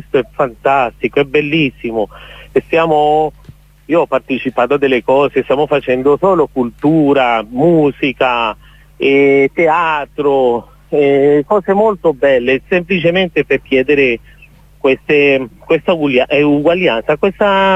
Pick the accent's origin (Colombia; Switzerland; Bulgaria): Colombia; Cali, Valle del Cauca; Italian is a second language; io che sono di Cali, tu che la conosci, per noi è molto importante, una maglietta, fa parte della nostra cultura, che si chiama la guayabera